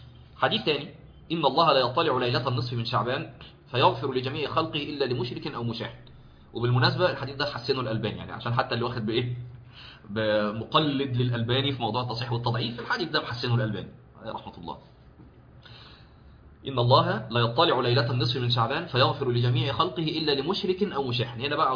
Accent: Egypt; فاحنا اظن هو السبت عندنا في مصر

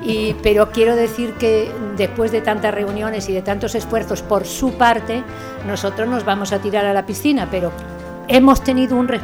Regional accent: Galicia, Spain; now in Gelves, Spain; yo soy una gallega plantada aquí en Gelves hace pocos años

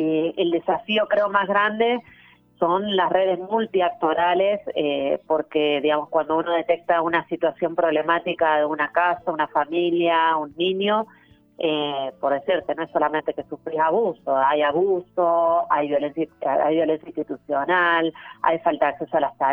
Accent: Buenos Aires, Argentina; now in Salta, Argentina; Yo en esa época ni siquiera vivía acá en Salta Capital, soy de Buenos Aires.

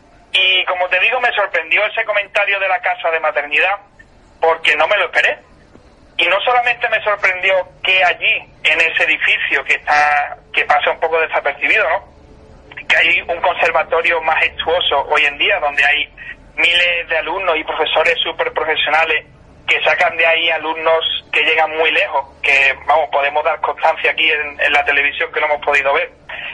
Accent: Jerez, Andalusia, Spain; born there; Yo tengo 29 años, yo no conocí la casa de maternidad, yo nací en Jerez

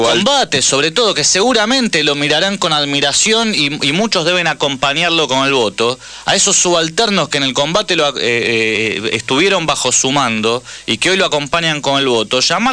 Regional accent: Argentina; Ahora, como argentino, yo digo, hasta el aguatero del equipo debiera haberse revelado ante esta situación.

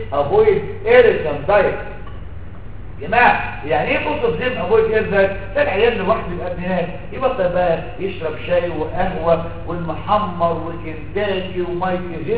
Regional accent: Egypt; انا عن نفسي كده برضه بسميه كده ما انا مصري زيك

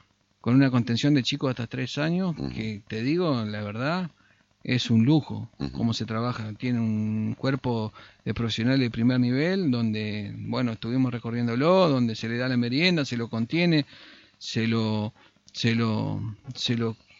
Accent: Concordia, Entre Ríos, Argentina; te preguntan de dónde sos, sin presentarte, te dicen de Concordia, de Concordia.

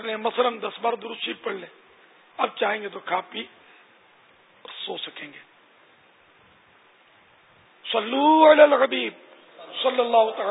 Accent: Karachi, Sindh, Pakistan; born there; پھر سن 50 میں میری باب المدینہ کراچی میں پیدائش ہوئی الحمدللہ تو یوں میں تو یہ کہا کرتا ہوں کہ میں تو اصلاً نسلاً پاکستانی ہوں

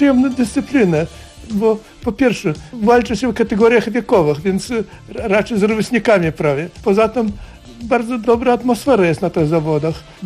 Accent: Lviv Oblast, Ukraine; accent: Kresy accent; now in Poland; Tak, właśnie z Zabłuka jednak, tak, spod Lwowa.

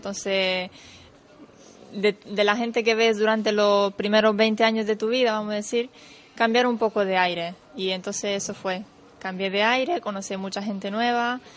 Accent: Italy; Spanish is a second language; yo siendo italiana, la verdad es que no le pongo mucha atención a eso

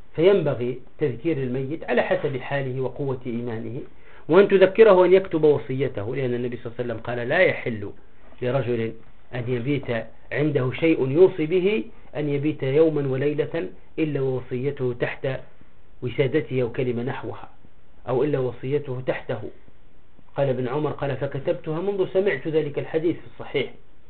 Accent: Tunisia; من القصص عندنا في تونس مؤخرا

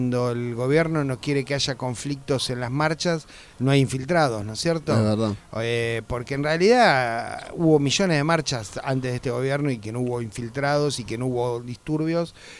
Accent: Buenos Aires, Argentina; Yo como porteño, ¿no? La verdad que me siento defraudado de lo que vi.

